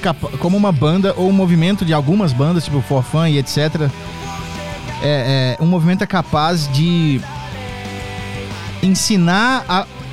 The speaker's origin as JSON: {"language": "Portuguese", "region": "Minas Gerais", "country": "Brazil", "said": "Eu sou mineiro. A minha família é do Rio, mas é de Niterói"}